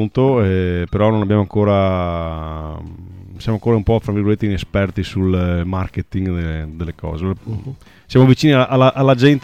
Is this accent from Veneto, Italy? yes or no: yes; Pegolotto di Cona, Veneto, Italy; born there; Sì, del mio paese natale, che è Pegolotto di Cona.